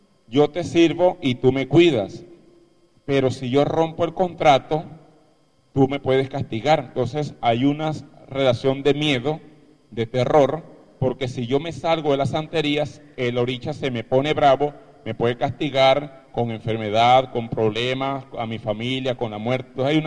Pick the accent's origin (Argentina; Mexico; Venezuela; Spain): Venezuela; Aroa, Yaracuy; Yo soy de Yaracuy. Yo soy de Aroa. Aroa en Yaracuy.